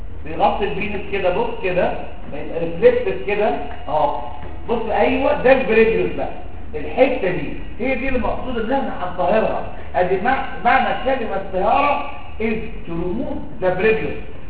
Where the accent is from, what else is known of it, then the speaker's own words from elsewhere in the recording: Egypt; عندنا في مصر الناس كلها بتطالب